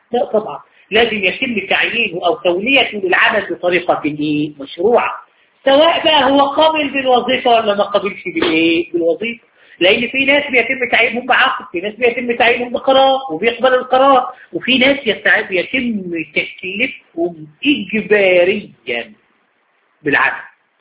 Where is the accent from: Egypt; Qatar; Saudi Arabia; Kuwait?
Egypt; والقضاء الاداري عندنا في مصر قال هذا الكلام